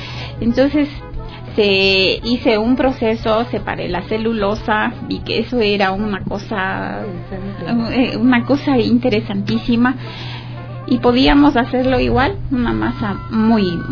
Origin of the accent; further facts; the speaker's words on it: Atuntaqui, Imbabura, Ecuador; now in Quito, Ecuador; De la provincia de los lagos, así es. Soy de Atuntaqui, pero muy joven vine acá a estudiar acá en Quito. Yo soy odontóloga.